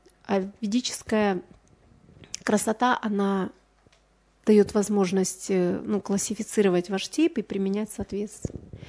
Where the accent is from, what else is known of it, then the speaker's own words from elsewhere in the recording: Ukraine; Но вот на Украине, допустим, я родом с Украины